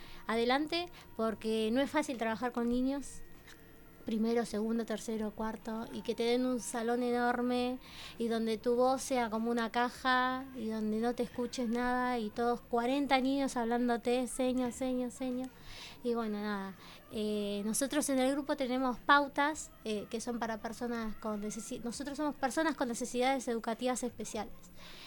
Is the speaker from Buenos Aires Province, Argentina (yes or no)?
yes; Berisso, Buenos Aires Province, Argentina; Bueno, tengo 28 años, soy de Berisso